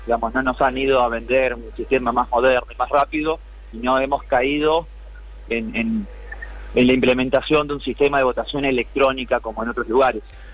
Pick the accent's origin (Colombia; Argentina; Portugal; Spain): Argentina; Santa Fe; Yo como santafesino debería inscribir una base de datos en mi provincia